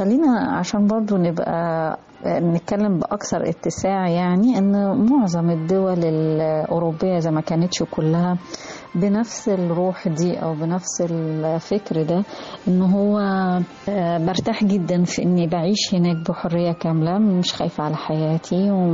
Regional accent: Egypt; بيضيف لي كإنسانة معنى، بيضيف لي كمصرية قامة.

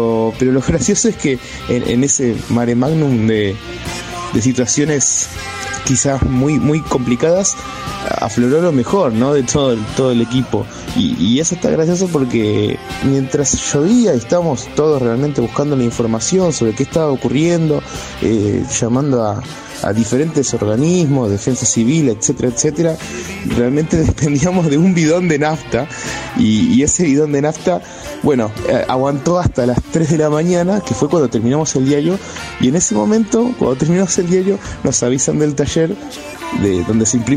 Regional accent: La Plata, Buenos Aires Province, Argentina; born there; nací en La Plata, más precisamente en el Instituto Médico Platense

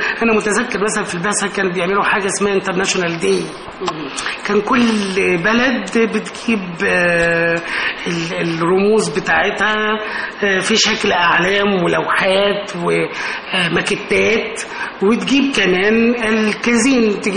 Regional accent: Cairo, Cairo Governorate, Egypt; انا من القاهره، اللاندسكيب الازدحام والناحيه المدنيه

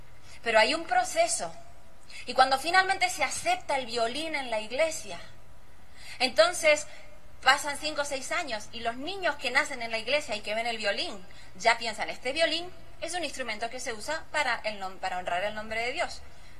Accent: Uruguay; moved away as an adult; now in United States; hace 30 años que salí de Uruguay

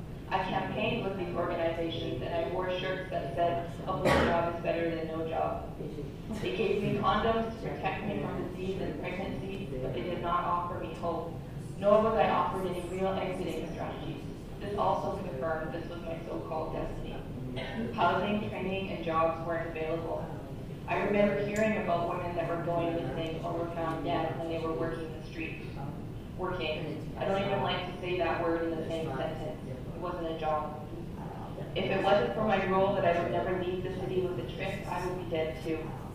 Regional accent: British Columbia, Canada; I come from the Thompson Nation in the southern interior of British Columbia, Canada.

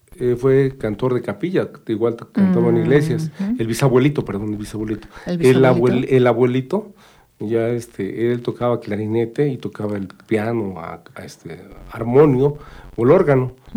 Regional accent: Tepetlixpa, State of Mexico, Mexico; En la familia, yo soy de Tepetlispa

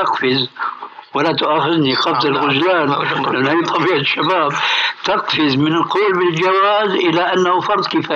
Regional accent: Syria; كلمة بيقول عندنا في الشام كلمة وغطاؤها

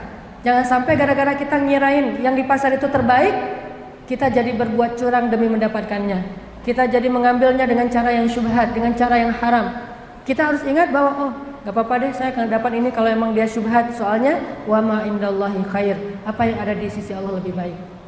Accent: Banda Aceh, Aceh, Indonesia; Kan saya mah orang Aceh, tinggal di Banda Aceh.

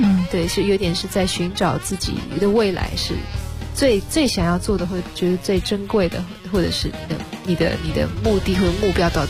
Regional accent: Netherlands; 我记得我小时候在荷兰其实很少接触到中文，因为都是荷兰文

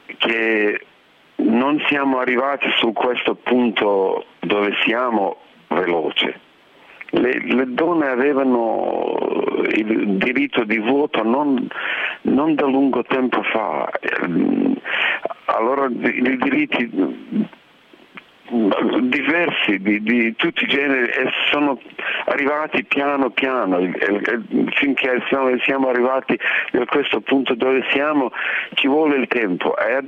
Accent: Sarajevo, Bosnia & Herzegovina; Italian is a second language; moved away as an adult; also born or lived in Paris; io sono da Sarajevo, allora come di tutti di Sarajevo le nostre vite sono divise, la vita prima della guerra e la vita dopo della guerra

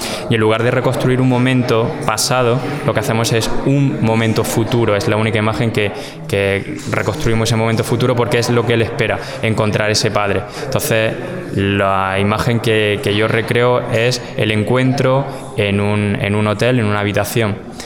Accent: Andalusia, Spain; soy muy barroco, soy muy andaluz.

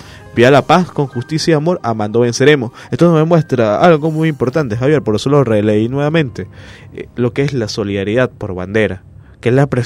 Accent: Venezuela; Pero ahorita están haciendo algo nuevo, y nosotros como venezolanos, ese 50,6% se está convirtiendo en partero de lo que están haciendo

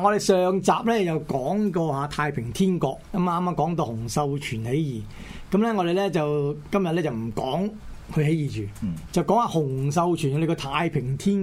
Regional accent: To Kwa Wan, Hong Kong; 我哋細個嗰陣喺香港都見過

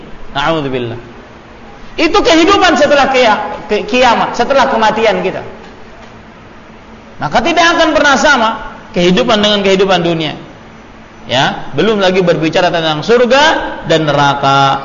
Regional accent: Banjarmasin, South Kalimantan, Indonesia; Saya kemarin diberitahu di kampung saya di Banjarmasin

